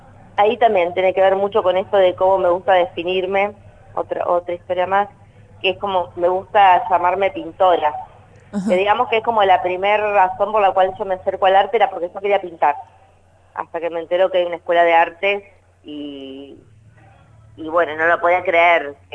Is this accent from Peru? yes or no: no; Punta Alta, Buenos Aires Province, Argentina; soy de una ciudad que es cercana a Bahía Blanca, está más Punta Alta, y así que bueno, viví ahí.